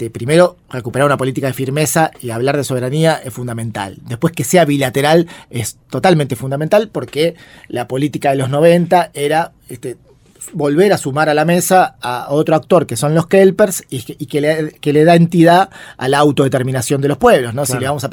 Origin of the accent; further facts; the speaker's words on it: Argentina; lo amistoso que éramos, lo que somos los argentinos y las argentinas.